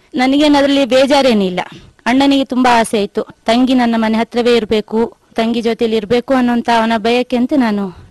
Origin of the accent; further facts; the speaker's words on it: Karnataka, India; ನಾನು ಹುಟ್ಟಿದ್ದು ಜಯನಣೆ, ನರೇಂದ್ರ ಗ್ರಾಮದಲ್ಲಿ. … ತಾಯಿ ಕಾವೇರಮ್ಮ ಅಂತ. ನಾವು ಬಡವರಾಗೇ ಹುಟ್ಟಿದ್ದು, ನಾವು 4 ಜನ ಮಕ್ಕಳು.